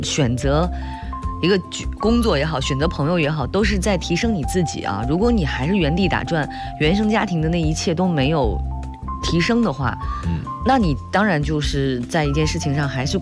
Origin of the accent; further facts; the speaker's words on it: China; 但是无论如何，就是我们中国人总是说事已至此啊